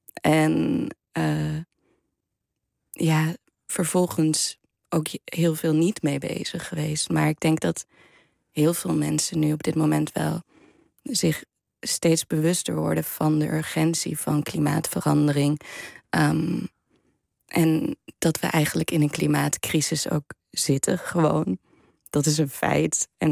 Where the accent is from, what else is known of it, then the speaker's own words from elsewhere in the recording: Almere, Flevoland, Netherlands; ik kom uit Flevoland, uit Almere